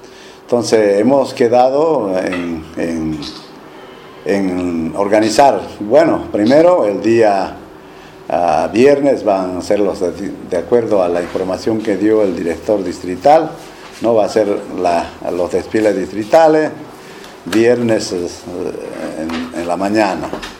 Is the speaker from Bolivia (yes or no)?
yes; Bolivia; para mostrar el civismo, ¿no? como bolivianos.